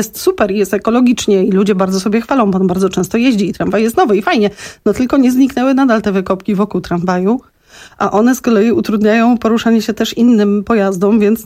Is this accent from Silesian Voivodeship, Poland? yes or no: yes; Silesian Voivodeship, Poland; tam, gdzie skąd pochodzę, z sól ziemi czarnej na Śląsku.